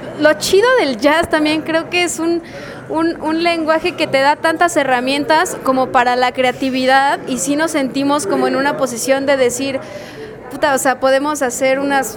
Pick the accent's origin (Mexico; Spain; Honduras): Mexico; estamos diciendo, pues nosotros somos, pues, mexicanos, somos latinoamericanos, ¿no?